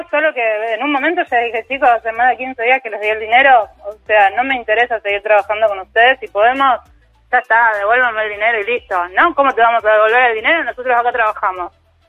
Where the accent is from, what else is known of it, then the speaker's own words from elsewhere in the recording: Rosario, Santa Fe, Argentina; que yo soy de Rosario